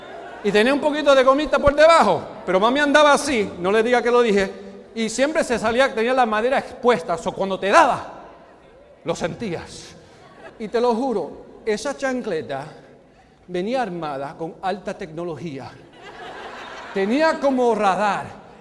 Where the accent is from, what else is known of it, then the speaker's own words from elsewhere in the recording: Chicago, Illinois, United States; born there; Nací en Chicago, como ya han comentado, uno de los barrios más peores, peligrosos, mucha violencia, muchas drogas.